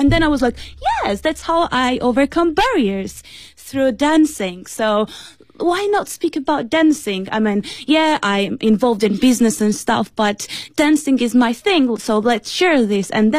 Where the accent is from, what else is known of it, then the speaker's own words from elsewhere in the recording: Beijing, China; English is a second language; Hello, Papa. I'm from Beijing.